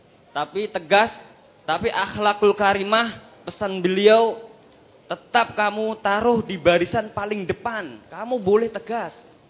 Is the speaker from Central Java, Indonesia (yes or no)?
yes; Sragen, Central Java, Indonesia; Perkenalkan … Saya dari Sragen, cabang Rampal 2.